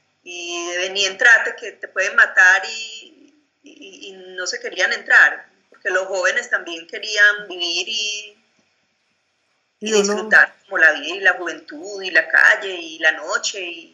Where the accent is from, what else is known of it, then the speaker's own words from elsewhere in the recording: Girardot, Cundinamarca, Colombia; de los que murieron pues del barrio que yo crecí pues en Girardot.